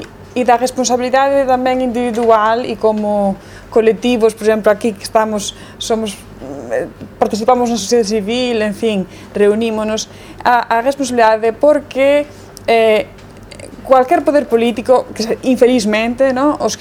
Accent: Spain; Portuguese is a second language; Não é de Angola, eu venho da Espanha

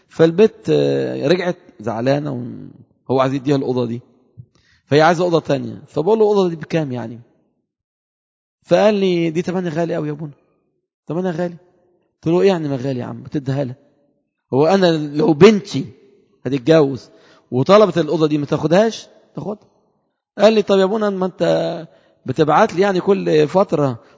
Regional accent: Upper Egypt, Egypt; انا صعيدي شويه في الكلام

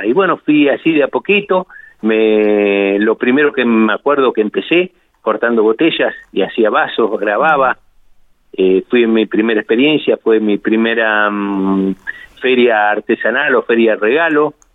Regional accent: General Pico, La Pampa, Argentina; now in Santa Rosa, Argentina; Yo soy de General Pico, en realidad. Sí. Bueno, ahora estoy acá radicado en Santa Rosa.

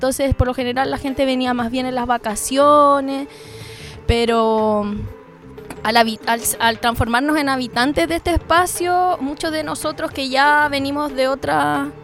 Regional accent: Santiago, Santiago Metropolitan Region, Chile; now in Punta de Tralca, Chile; yo por mi parte vengo de Santiago, vivo hace 8 años acá en el litoral central, hace 1 en Punta de Tralca, pero antes vivía en Isla Negra, que es al ladito

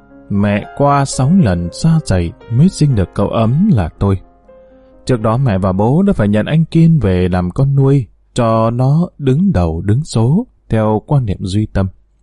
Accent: Hà Nam, Vietnam; Quê gốc của tôi ở Kim Sơn, tỉnh Ninh Bình. Tôi sinh ra lớn lên ở tỉnh Hà Nam, miền chiêm trũng của châu thổ Bắc Bộ.

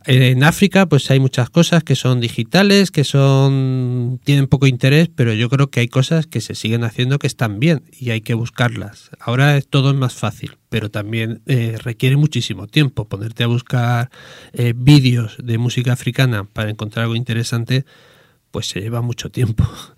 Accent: Murcia, Region of Murcia, Spain; yo soy de Murcia, y con 16, 17 años, que con 17 años antes salías y ibas donde querías, cada vez que había un concierto en la provincia de Murcia de … allí nos íbamos con el saco de dormir

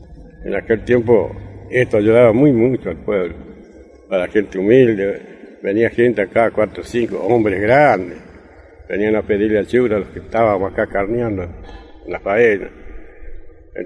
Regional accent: Ceres, Santa Fe, Argentina; Nací en el año 1930, me crié en Ceres, me crié bajo de un de libre humildad.

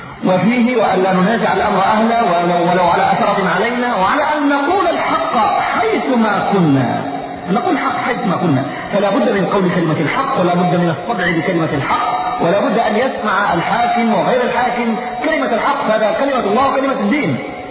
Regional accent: Yemen; يعني الموضوع عندنا في اليمن يختلف بعض الشيء عن غيره

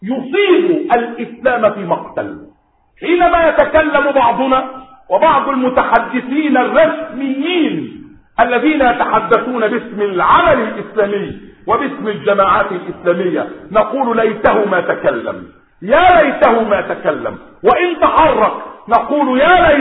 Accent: Egypt; يعني بلدكم مصر هذه لم تكن تتكلم باللغة العربية، بلادنا مصر لم تكن تتكلم باللغة العربية

